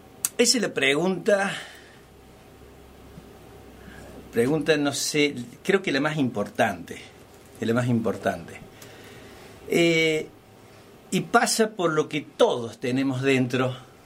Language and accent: Spanish; Villa Dolores, Córdoba, Argentina; now in Los Hornillos, Argentina; Yo soy oriundo de Tras la Sierra, soy de Villa Dolores, nacido y criado aquí en Tras la Sierra